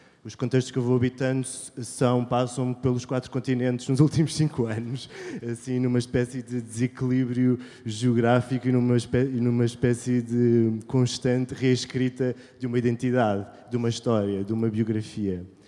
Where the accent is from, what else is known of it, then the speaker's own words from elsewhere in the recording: Ponta Delgada, Azores, Portugal; Eu também sou nómada, sou de Ponta Delgada